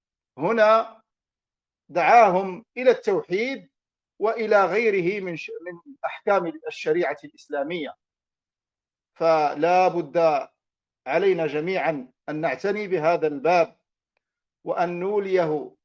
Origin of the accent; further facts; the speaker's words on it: Morocco; إنها لفرصة طيبة أن ألتقي بإخواني في بلدي المغرب